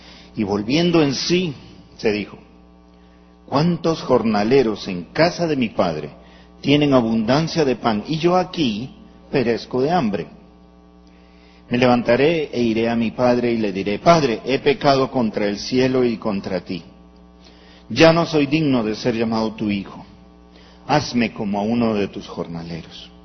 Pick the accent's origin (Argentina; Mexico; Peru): Peru; moved away as an adult; now in Medellín, Colombia; Soy peruano, casado con Rola, pero llevo 12 años viviendo en Medellín, o sea que ya estoy nacionalizado paisa yo también.